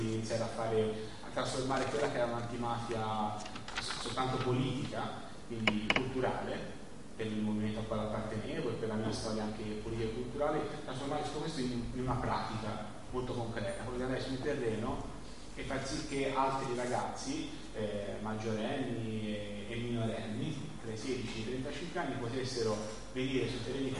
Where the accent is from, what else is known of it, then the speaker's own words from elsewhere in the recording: Livorno, Tuscany, Italy; Qui siamo all'isola di Elba, invece, che è terra mia, così io sono di Livorno, quindi vicino alla mia città.